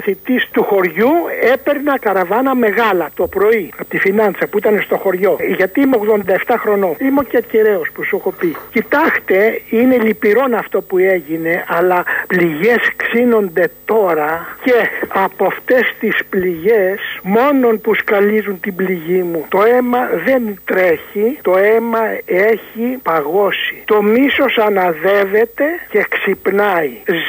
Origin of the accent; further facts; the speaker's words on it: Ionian Islands, Greece; Τότε είχαμε κατσαρόλι πινιάτι που το λέμε στην Κέρκυρα.